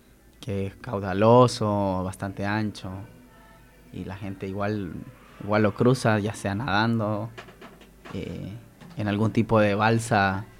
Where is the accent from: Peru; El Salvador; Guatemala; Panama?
El Salvador; en mi país, El Salvador, migraban alrededor de 400 personas diarias